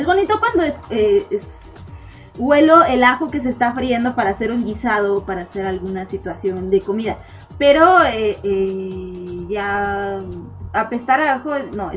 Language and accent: Spanish; Mexico City, Mexico; sí, soy del DF. ¡Ay! Del ex DF, ahora somos, ¿qué? Ciudad de México. Ahora somos Ciudad de México.